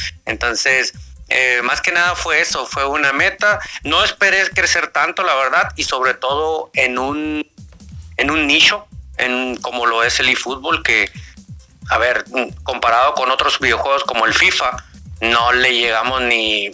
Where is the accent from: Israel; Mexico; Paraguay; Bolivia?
Mexico; northern Mexico; yo soy del norte de México. Ya tengo mis años, ya tengo una edad bastante avanzada, o sea, estamos hablando de 37 años.